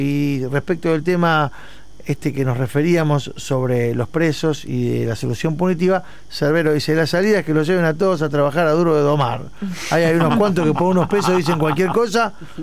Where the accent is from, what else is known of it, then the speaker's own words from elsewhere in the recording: Buenos Aires, Argentina; Yo soy de Flores, del barrio de Flores.